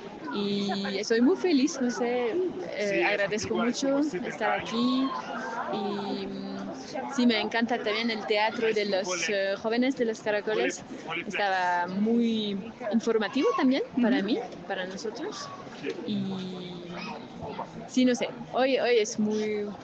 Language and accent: Spanish; Switzerland; Spanish is a second language; soy de Suiza y estoy aquí desde el domingo